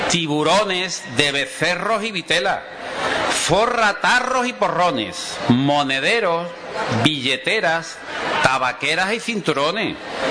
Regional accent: Ubrique, Andalusia, Spain; En el año 1995 me trasladé a Ubrique. ¿A dónde me iba a venir a vivir? Sino a mi pueblo, donde me encuentro cómodo y feliz.

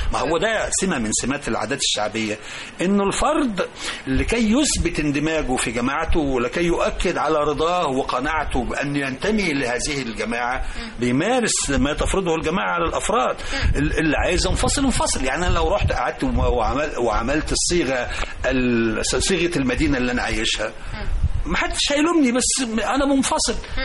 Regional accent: Egypt; زي عندنا في الريف، نخبز مثلا أمي كانت تخبز مشنتين عيش يقعدوا بالشهر

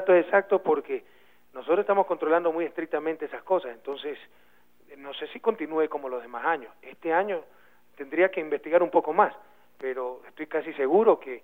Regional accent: Ecuador; porque así somos los ecuatorianos.

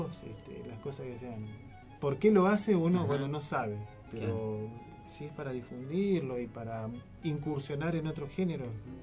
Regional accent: Argentina; vos le decís sos de Argentina

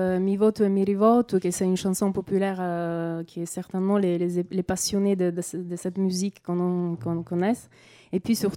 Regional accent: Sicily, Italy; now in Paris, France; Et oui, je suis originaire de la Sicile, voilà où j'ai grandi. Et puis ça fait quelques années que j'habite à Paris.

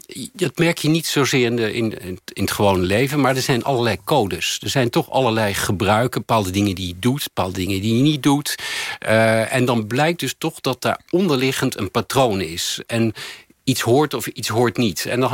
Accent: The Hague, South Holland, Netherlands; Want ik ben opgegroeid in Den Haag in een gewoon Haags gezin.

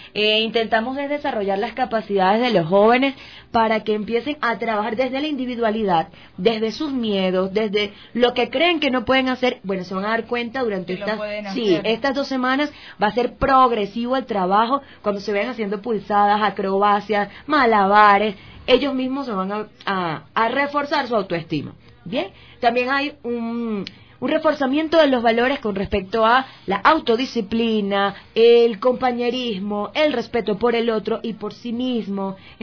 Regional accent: Venezuela; Vengo igual de Venezuela.

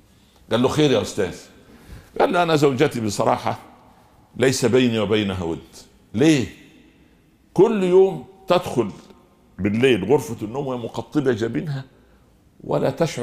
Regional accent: Egypt; عندنا في مصر اللي يعرفه في بلد على شمال القاهرة شمال الشرق

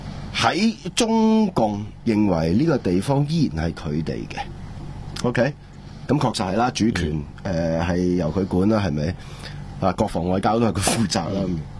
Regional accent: Hong Kong; 但系我哋香港人啊，讲得大中华交啲，先至系中国人良心嘅体现啊！

